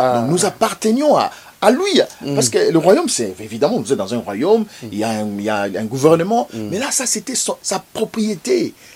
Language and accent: French; DR Congo; vérifiable ici chez nous, au Congo aujourd'hui, Congo Zaïre étant indépendant du Congo